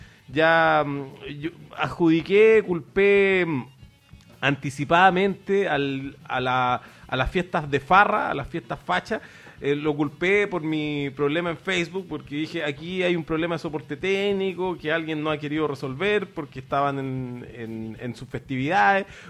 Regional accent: Santiago, Santiago Metropolitan Region, Chile; Santiago siempre es horrible, en todo caso, si no es el calor es el frío. De todas maneras pasé rabia como santiaguino buscando unas pilas

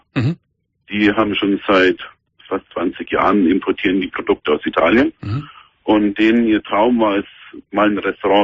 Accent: Nuremberg, Bavaria, Germany; now in Saudi Arabia; Ja, ich komme aus Nürnberg.

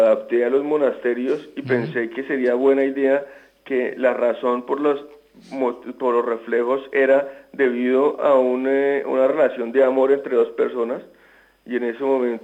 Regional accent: Greece; Spanish is a second language; son parte de mis recuerdos más indelebles de mi infancia en Grecia

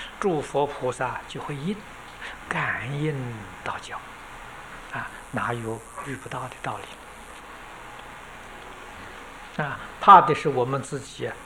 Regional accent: China; 就是我们中国人称老师的意思。

